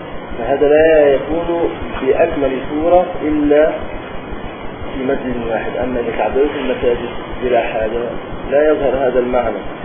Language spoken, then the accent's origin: Arabic; Upper Egypt, Egypt; كما يحصل عندنا في الصعيد مثلا